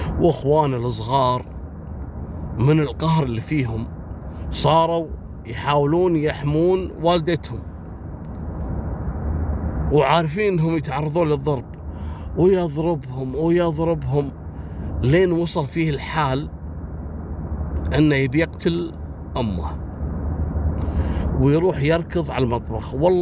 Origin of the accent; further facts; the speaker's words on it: Kuwait; سلاح البومبكشن هذا اللي احنا نسميه شوزن عندنا في الكويت